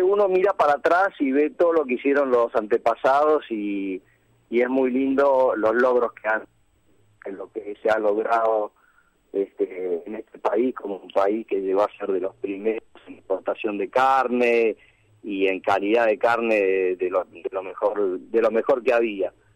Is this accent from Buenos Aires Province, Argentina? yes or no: yes; Tandil, Buenos Aires Province, Argentina; Digamos que nosotros somos oriundos de Tandil, toda uh-huh. la generación que le sigue. Yo soy recién la quinta generación.